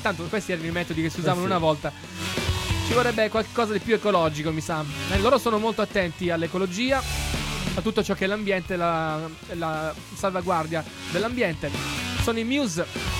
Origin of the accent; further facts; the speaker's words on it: Cefalù, Sicily, Italy; dalle nostre parti, almeno a Cefalù, in provincia di Palermo, c'è sempre molta umidità, perché data la vicinanza al mare